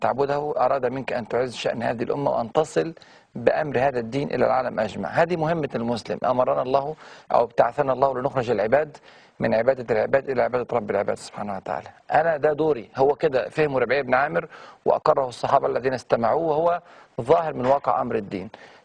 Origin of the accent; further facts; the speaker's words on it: Egypt; وبدأ يصنع الآلات بالإمكانيات اللي عندنا في مصر هنا وفي هذه الظروف اللي احنا عايشينها